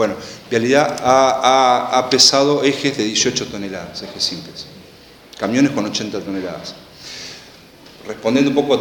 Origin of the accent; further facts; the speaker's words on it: General Alvear, Buenos Aires Province, Argentina; La zona sexta es General Alvear, de donde soy oriundo